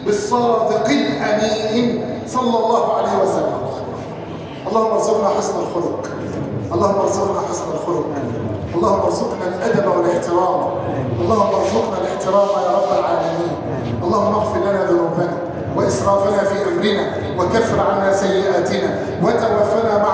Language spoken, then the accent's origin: Arabic; Egypt; احفظ بلادنا مصر وسائر بلاد المسلمين